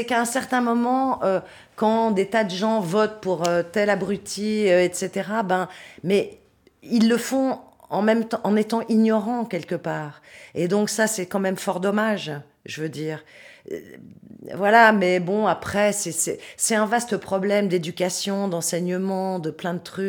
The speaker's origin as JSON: {"language": "French", "country": "France", "moved": "yes", "said": "Oui, je suis française, mais ça fait très longtemps que je suis ici, mais je suis française"}